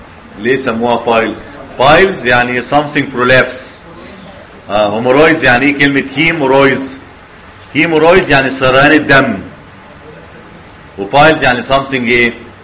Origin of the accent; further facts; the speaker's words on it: Cairo, Cairo Governorate, Egypt; لما عندنا في القاهره احنا هايلي سبيشاليز.